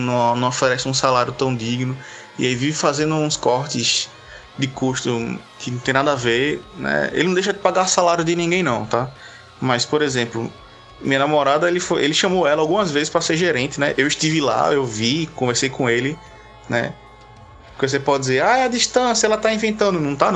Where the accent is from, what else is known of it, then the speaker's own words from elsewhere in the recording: Recife, Pernambuco, Brazil; Eu sou de Recife, ela é de Salvador, 800 km de distância.